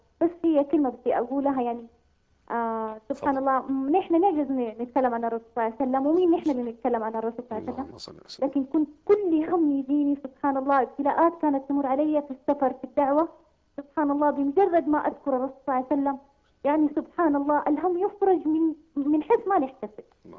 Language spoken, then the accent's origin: Arabic; Mecca, Makkah Province, Saudi Arabia; وأنا داعية من مكة.